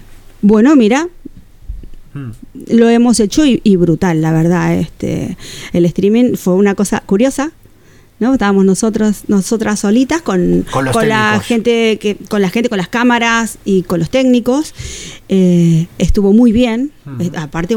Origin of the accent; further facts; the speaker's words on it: Bilbao, Basque Country, Spain; Soy una baldosita de Bilbao.